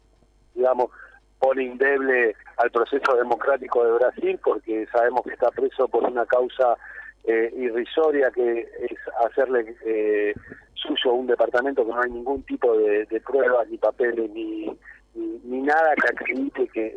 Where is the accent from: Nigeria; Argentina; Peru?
Argentina; vamos a tener que sacar nosotros como argentinos conclusiones de lo que pasó acá